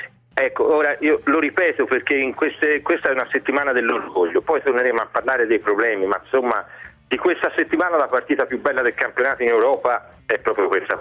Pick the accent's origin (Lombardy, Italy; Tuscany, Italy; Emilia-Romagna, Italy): Tuscany, Italy; Florence; da fiorentino ti dico che i fiorentini sono gente strana